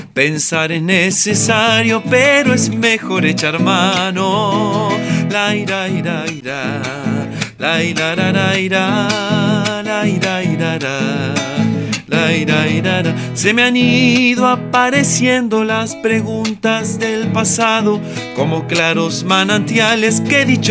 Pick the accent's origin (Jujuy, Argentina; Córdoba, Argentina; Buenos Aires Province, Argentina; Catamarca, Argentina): Buenos Aires Province, Argentina; Pellegrini; born there; Tengo 38 años, nací en Pellegrini, provincia de Buenos Aires.